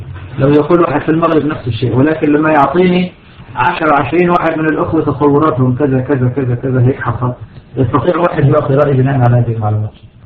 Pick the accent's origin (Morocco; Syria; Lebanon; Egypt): Syria; سبق عندنا في سوريا أن النظام مستعد على المجازر